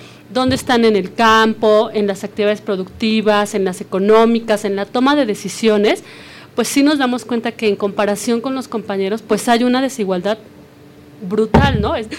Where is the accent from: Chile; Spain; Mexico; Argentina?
Mexico; Mexico City; soy chilanga, estudié comunicación social